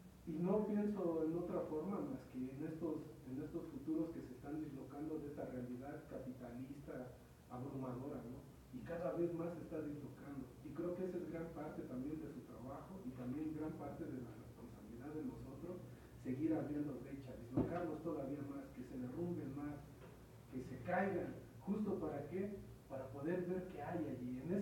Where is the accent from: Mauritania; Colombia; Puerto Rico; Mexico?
Mexico; Soy mexicano porque lo dice un papel, pero no me siento mexicano